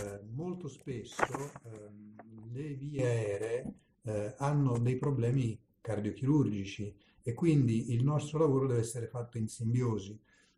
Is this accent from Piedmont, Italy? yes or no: no; Naples, Campania, Italy; E da buon napoletano la cosa mi ha stupito